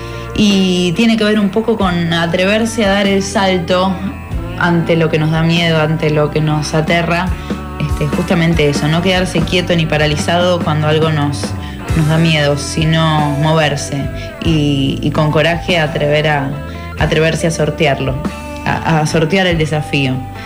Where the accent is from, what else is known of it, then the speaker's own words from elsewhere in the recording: Buenos Aires, Argentina; Somos todos músicos de Buenos Aires. Si bien pertenecemos a distintas partes, por una razón u otra hemos llegado a conocernos todos